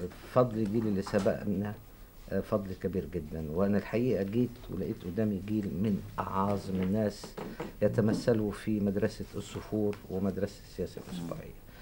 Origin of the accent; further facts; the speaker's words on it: Cairo, Cairo Governorate, Egypt; وأنا من أهل القاهرة وعمري ما رحت الريف،